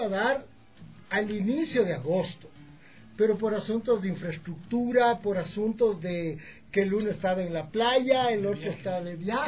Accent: Ecuador; Venimos desde Ecuador.

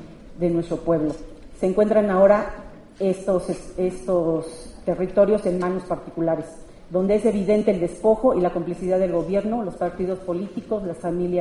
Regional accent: Santa Cruz Acalpixca, Mexico City, Mexico; yo vengo del pueblo de Santa Cruz Acalpisca, en Xochimilco

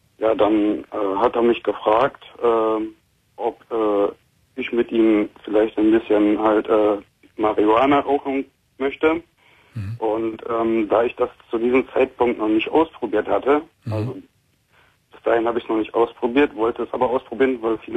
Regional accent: Dortmund, North Rhine-Westphalia, Germany; also ich muss sagen, ich komme aus Dortmund

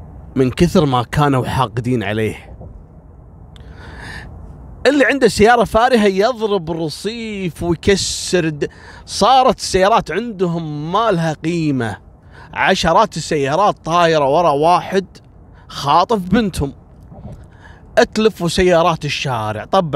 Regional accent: Kuwait; هذا رايح إلى منطقة عندنا في الكويت اسمها الأندلس

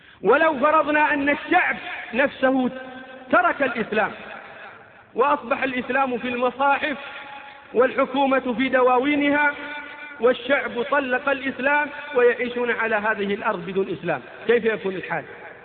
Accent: Saudi Arabia; نحن أبناء المملكة العربية السعودية

